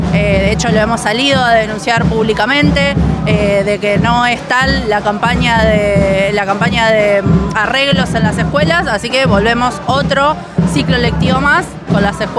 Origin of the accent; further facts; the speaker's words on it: Bariloche, Río Negro, Argentina; Yo soy de Bariloche